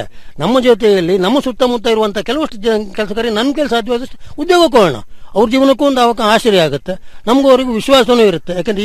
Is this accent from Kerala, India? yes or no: no; Sagar, Karnataka, India; ನಾನು ಮೂಲತಃ ಸಾಗರ ತಾಲೂಕು